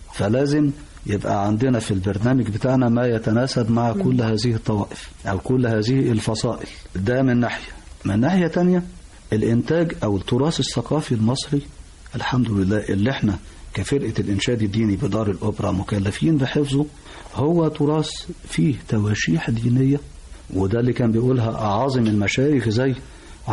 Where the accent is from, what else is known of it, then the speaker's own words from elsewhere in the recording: Egypt; لحد ما يجي عندنا في مصر ويبتدي التفاعل ده يحصل